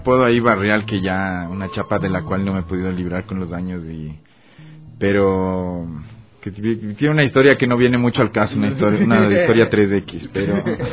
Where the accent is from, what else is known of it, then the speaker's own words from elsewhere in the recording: Ambato, Tungurahua, Ecuador; Yo soy de Ambato, sí.